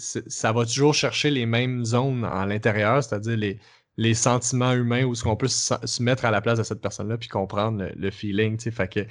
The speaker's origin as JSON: {"language": "French", "region": "Quebec", "country": "Canada", "accent": "Québécois", "said": "moins en contact avec la culture québécoise. Fait que ce qui fait que quand nous, on arrive avec notre accent, que notre accent, c'est déjà une barrière"}